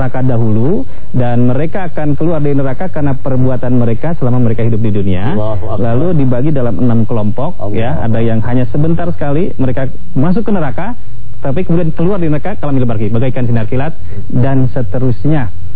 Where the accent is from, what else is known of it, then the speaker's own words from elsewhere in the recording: Bogor, West Java, Indonesia; Saya dari Bogor, Ustadz dari Cirebon, saya dari Bogor, di Dermaga.